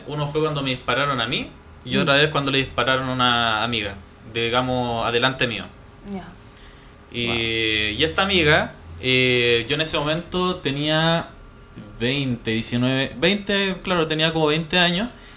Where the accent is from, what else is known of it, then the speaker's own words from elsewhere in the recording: Puente Alto, Santiago Metropolitan Region, Chile; Yo soy hijo de Puente, o soy de acá